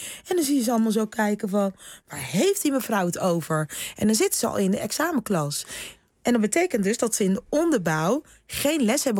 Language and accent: Dutch; Rotterdam, South Holland, Netherlands; accent: Rotterdam; Nee, er werd geen Surinaams thuis gesproken. Alleen maar Nederlands. Af en toe hoor je mijn Rotterdamse accent er nog eventjes doorheen.